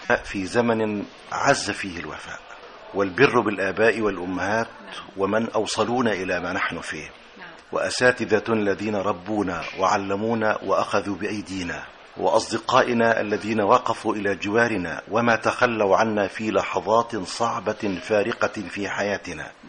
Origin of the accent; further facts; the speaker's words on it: Shubra Haris, Qalyubia, Egypt; وإلى أهل قريتي شبرا هارس مركز سوق محافظة القليوبية،